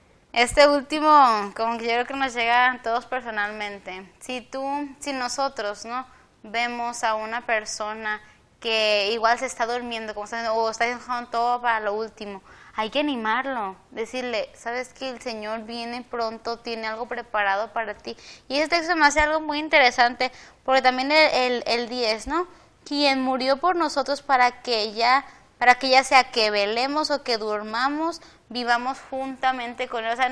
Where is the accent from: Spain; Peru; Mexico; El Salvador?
Mexico; Sí, nosotros como mexicanos se nos dice mucho eso, ¿no?